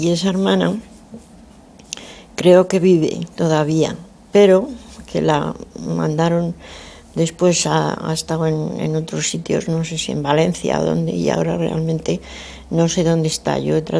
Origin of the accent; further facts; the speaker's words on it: Argentina; born there; fue cuando yo nací allí en Argentina.